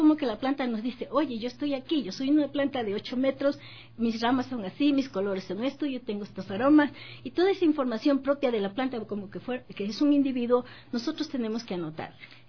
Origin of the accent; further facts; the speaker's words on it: Ecuador; con gran orgullo lo digo, como toda ecuatoriana que soy